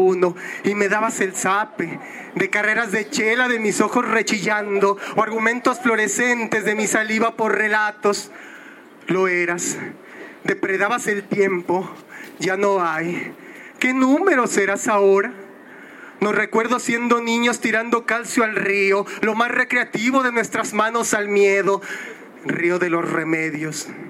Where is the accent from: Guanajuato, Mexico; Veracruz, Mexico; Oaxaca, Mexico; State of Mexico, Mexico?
State of Mexico, Mexico; Ecatepec; El Estado de México y el municipio de donde yo vengo, Ecatepec, es el número uno en homicidios de mujeres